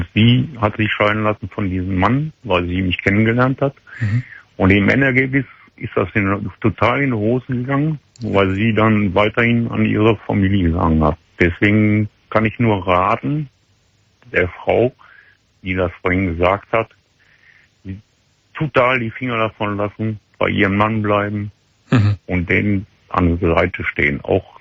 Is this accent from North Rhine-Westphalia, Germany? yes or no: yes; Wesel, North Rhine-Westphalia, Germany; dahin zurückgegangen, wo ich herkomme. Also wir kommen aus Wesel.